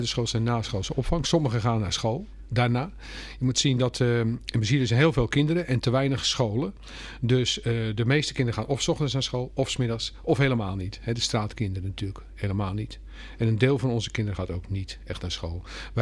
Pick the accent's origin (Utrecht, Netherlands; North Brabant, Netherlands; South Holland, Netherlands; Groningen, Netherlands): South Holland, Netherlands; Vlaardingen; We komen van oorsprong ook uit Vlaardingen. Geboren en getogen.